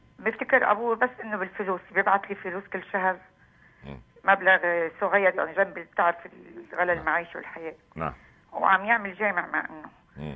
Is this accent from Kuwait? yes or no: no; Syria; انا من سوريا.